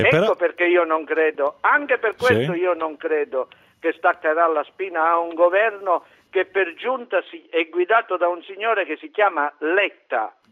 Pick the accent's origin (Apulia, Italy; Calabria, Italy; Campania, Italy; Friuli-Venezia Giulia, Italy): Calabria, Italy; Cosenza; now in Rome, Italy; io sono nativo di Cosenza, sono calabrese di origine, romano di adozione.